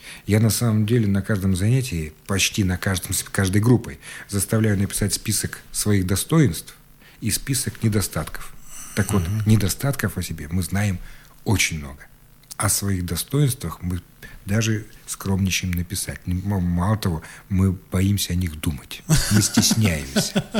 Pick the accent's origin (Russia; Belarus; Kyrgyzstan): Russia; Siberia; особенно мы, сибиряки, практически не проявляем на лице.